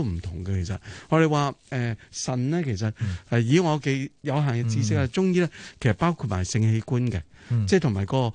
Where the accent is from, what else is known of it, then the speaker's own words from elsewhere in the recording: China; 其实我身为中国人啦